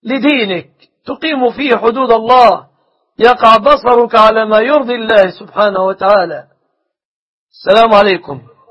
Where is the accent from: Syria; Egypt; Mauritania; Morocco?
Egypt; بلادنا مصر